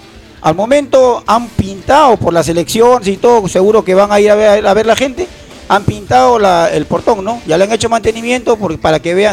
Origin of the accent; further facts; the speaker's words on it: Ventanilla, Callao, Peru; soy de Ventanilla, vivo, amanezco en este cielo de nuestro querido distrito